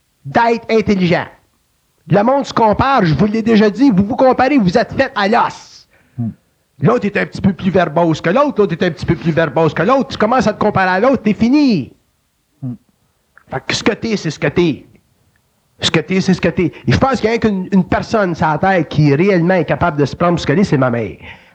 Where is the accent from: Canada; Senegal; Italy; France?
Canada; Quebec; Puis on est des Québécois